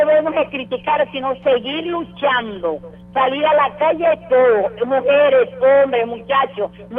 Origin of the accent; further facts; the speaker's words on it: Venezuela; si es que todos somos venezolanos?